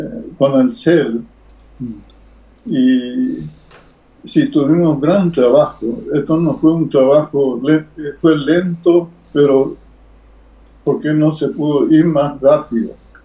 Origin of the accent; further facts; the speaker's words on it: Quilmes, Buenos Aires Province, Argentina; yo soy de Quilmes, ¿no? Así que yo le mando saludos a todos los quilmeños también